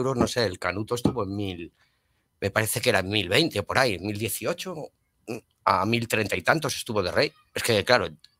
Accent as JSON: {"language": "Spanish", "town": "Madrid", "region": "Community of Madrid", "country": "Spain", "said": "Hostia, yo soy madrileño."}